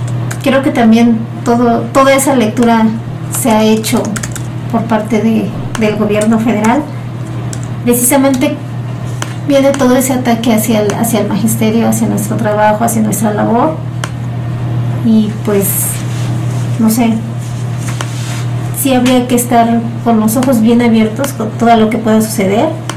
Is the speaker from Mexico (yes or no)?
yes; Oaxaca, Mexico; yo no soy de Valles Centrales, yo soy de la Mixteca, y pues finalmente el hecho de que yo esté aquí no me desliga de todo lo que sucede en mi región, de todo lo que sucede en mi comunidad.